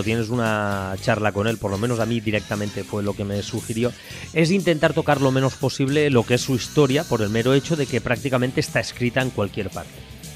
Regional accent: Ontinyent, Valencian Community, Spain; a mí me hayan llegado de manera fácil a mi pueblo. Antiguamente no tenías la posibilidad de escucharlos. Yo tenía muy mala conexión en Ontinyent a la hora de poder pillar emisoras como la COPE o Onda Cero.

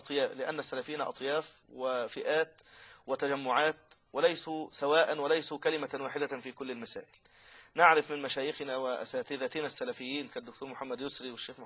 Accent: Egypt; لكن الله عز وجل سلم في في بلدنا مصر

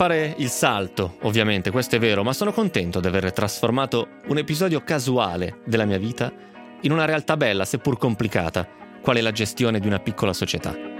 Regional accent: Calusco d'Adda, Lombardy, Italy; ho 24 anni e sono di Calusco d'Adda, in provincia di Bergamo.

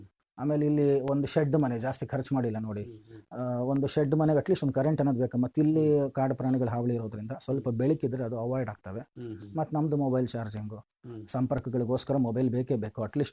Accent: Bengaluru, Karnataka, India; ನಾನು ಹುಟ್ಟು ಬೆಳೆದಿದ್ದು ಬೆಂಗಳೂರು, ಅವಾಗಿದ್ದು ಬೆಂಗಳೂರೇ ಬೇರೆ, ಇವಾಗ ಕಾಸ್ಮೋಪಾಲಿಟನ್ ಸಿಟಿ, ಆ ಟ್ರಾಫಿಕ್ ಜಾಮ್ಗಳು, ಒತ್ತಡಗಳು

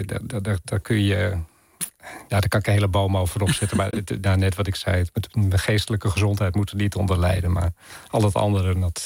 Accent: Groningen, Netherlands; Ik groeide zelf op in Groningen

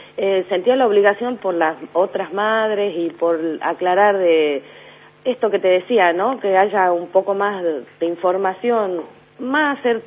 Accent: Jujuy, Argentina; born there; mi papá era jujeño y nosotras nacimos en Jujuy, mi hermana melliza y yo.

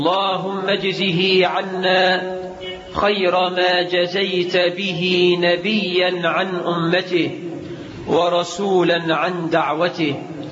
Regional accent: Egypt; واجعل بلدنا مصر آمنة مطمئنة رخاء سخاء

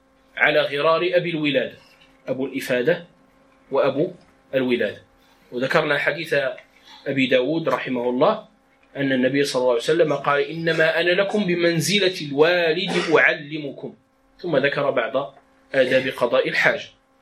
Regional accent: Morocco; accent: Moroccan Darija; قال وهو الخز بلغتنا يعني بدارجتنا. والإشارة في الدارجة المغربية

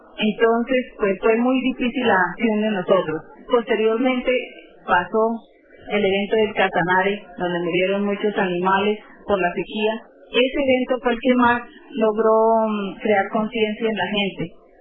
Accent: Pesca, Boyacá, Colombia; En Pesca, que es de donde yo vengo

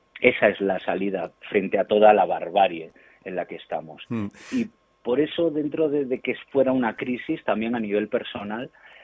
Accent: Marbella, Andalusia, Spain; now in Madrid, Spain; yo soy de Marbella, de Málaga y me fui a Madrid, aquí es donde vivo, y llevo aquí 23 años

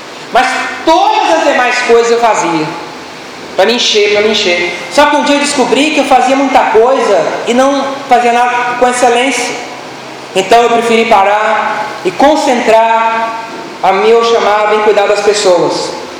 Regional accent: Salvador, Bahia, Brazil; lá nos Alagados, de onde eu vim em Salvador, sabe, Alagados, em Salvador, de lá, baixo chamado Massaranduba.

